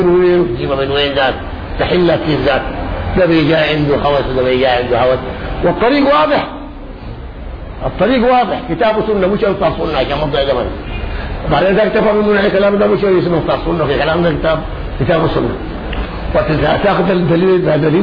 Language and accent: Arabic; Egypt; يعني احنا هنا كمصريين ناكل كثرتنا ونشرب شربانه